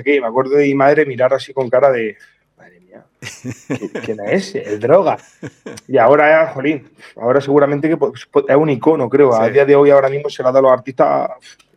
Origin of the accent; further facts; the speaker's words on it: Orcera, Andalusia, Spain; somos de un pueblo pequeño, somos de Orcera, no sé si lo conocerán, o David Broncano, de la Resistencia, pero el pueblo es pequeñito.